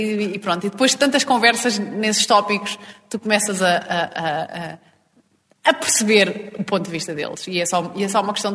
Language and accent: Portuguese; Fátima, Centro, Portugal; ir até à terrinha, que eu sou de Fátima